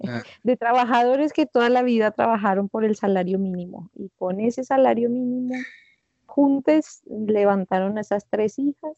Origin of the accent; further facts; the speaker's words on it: Bogotá, Bogotá D.C., Colombia; born there; se encontraron en la vida en la ciudad de Bogotá, donde yo nací.